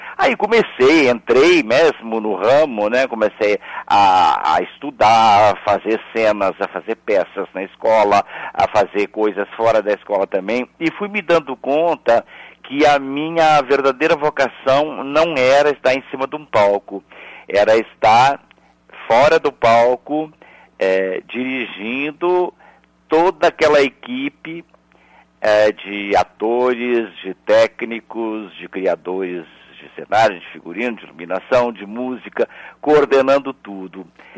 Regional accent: Porto Alegre, Rio Grande do Sul, Brazil; Então, eu sou porto-alegrense, da Gema, eu nasci no Centro Histórico, me criei no Centro Histórico, estudei no Colégio Anchieta.

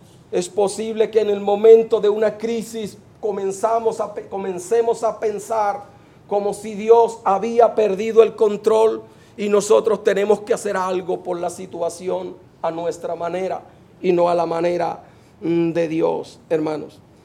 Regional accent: Venezuela; ¿Cómo tener gozo como venezolano en medio de la crisis que estamos pasando?

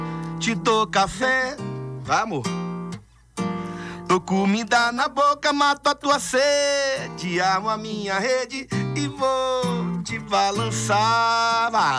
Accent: Salvador, Bahia, Brazil; minha família é de Jequié, minha parte do meu pai é de Livramento. Então, assim, mas como eu nasci em Salvador e me formei, a minha formação musical foi lá, então eu tive muito forte a coisa do afro-baiano.

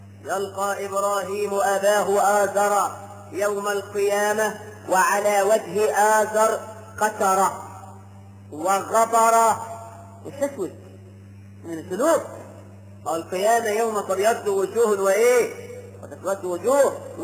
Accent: Egypt; ده احنا كمصريين بنسمي الواحد اسمين مش لقب حتى

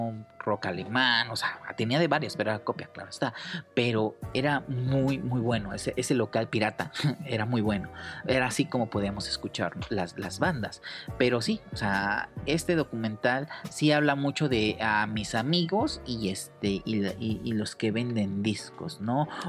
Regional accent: Cuernavaca, Morelos, Mexico; Por ahí también todos los que somos de Cuernavaca, ahí llegábamos

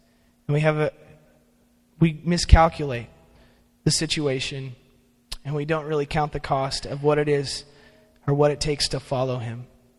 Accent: California, United States; Now, when I was growing up in California, my aunt and uncle lived in Bakersfield, and they lived in a really nice area of town.

